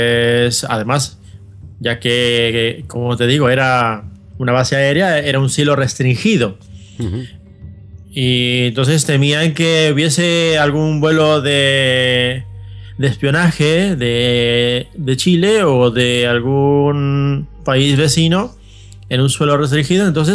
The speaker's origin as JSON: {"language": "Spanish", "region": "Arequipa", "country": "Peru", "tie": "born or raised there", "said": "mi tierra natal, Arequipa, que es una ciudad maravillosa, que para ubicarnos un poquito, pues se encuentra a 682 kilómetros aproximadamente al suroeste de la ciudad de Lima, la capital de Perú."}